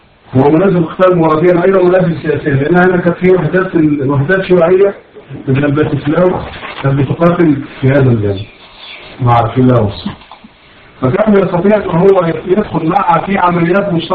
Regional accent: Egypt; لازم عندنا في مصر

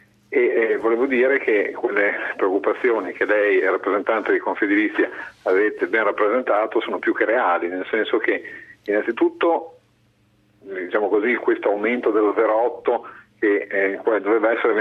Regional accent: Bologna, Emilia-Romagna, Italy; Io, ad esempio, sono di Bologna

